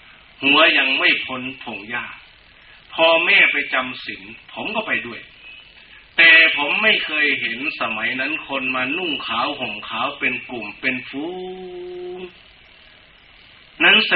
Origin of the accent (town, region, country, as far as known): Sakon Nakhon, Thailand; born or raised there